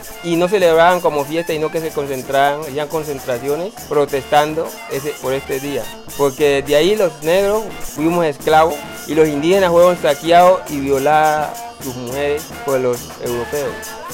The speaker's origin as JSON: {"language": "Spanish", "country": "Colombia", "said": "ahí todos somos colombianos."}